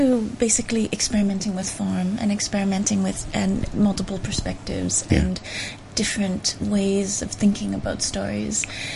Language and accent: English; Canada; Well, I'm quite lucky. I'm Canadian